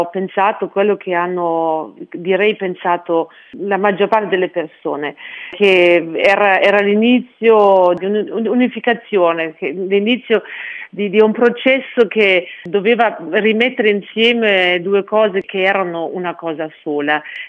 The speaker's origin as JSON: {"language": "Italian", "country": "Germany", "said": "questo paese, il mio paese d'origine, si potesse di nuovo mettere insieme, unificare, ecco."}